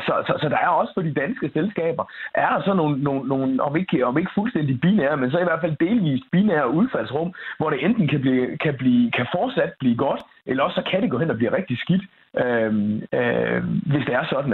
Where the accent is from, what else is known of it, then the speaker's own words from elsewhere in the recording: Viborg, Central Denmark Region, Denmark; born there; fra min fødeby Viborg